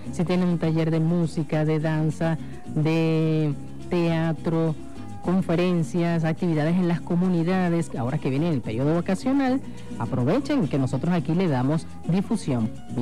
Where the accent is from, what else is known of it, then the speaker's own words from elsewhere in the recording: Anzoátegui, Venezuela; Anzoátegui te encariña, de eso no hay duda. Y hermosa por demás, mi tierra natal.